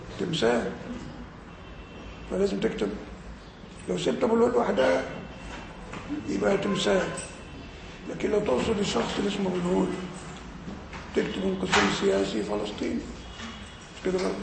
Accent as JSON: {"language": "Arabic", "country": "Egypt", "said": "بره عندنا في مصر يعني ايه؟"}